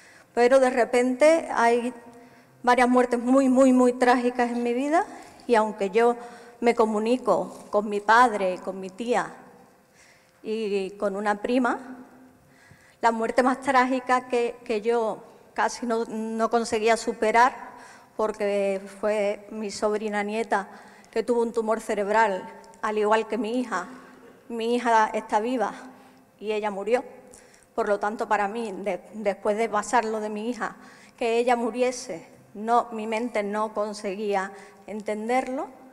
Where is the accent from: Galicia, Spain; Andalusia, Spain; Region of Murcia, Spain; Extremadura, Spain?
Andalusia, Spain; Huelva; por tanto, soy de Huelva